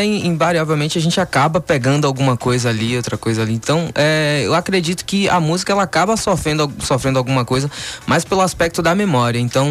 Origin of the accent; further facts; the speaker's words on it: Tirussu, Bahia, Brazil; born there; Eu nasci em Tirussu.